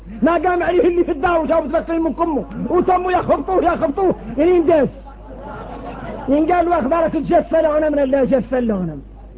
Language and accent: Arabic; Mauritania; احنا موريتاني الله يسلم عنا.